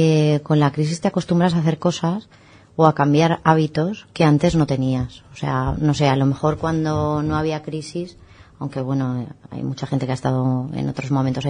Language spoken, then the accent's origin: Spanish; Spain; los españoles no somos tan españoles o europeos, no somos tan deportistas